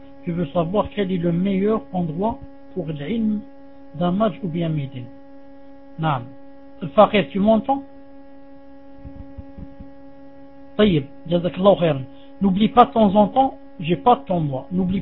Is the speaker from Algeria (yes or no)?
yes; Algeria; French is a second language; je lui dis, moi en Algérie, si on circoncit une femme, c'est très grave.